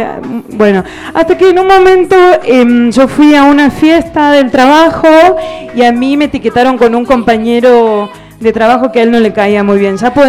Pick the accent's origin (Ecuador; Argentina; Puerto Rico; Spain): Argentina; soy de Argentina.